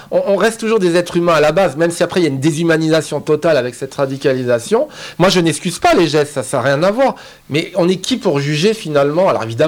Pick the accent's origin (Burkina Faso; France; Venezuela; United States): France; Strasbourg, Grand Est; moved away; Il est né l'année où je suis parti de Strasbourg, où j'ai quitté Strasbourg. Donc, ça a une résonance toute particulière parce que ça touche à ma ville natale.